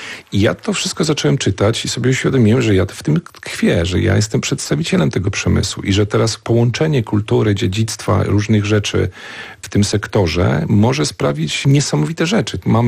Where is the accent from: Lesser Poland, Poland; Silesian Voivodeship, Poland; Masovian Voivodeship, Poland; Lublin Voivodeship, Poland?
Lublin Voivodeship, Poland; Szczebrzeszyn; born there; dzień dobry, urodziłem się w Szczebrzeszynie, to w Szwecji ja miałem załatwioną po prostu od razu relację z innymi ludźmi